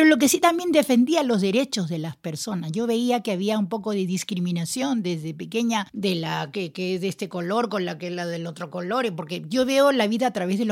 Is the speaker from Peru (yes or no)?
yes; Peru; born there; Nací en Perú, no soy de Perú porque no soy de nadie. No, mi país tan bello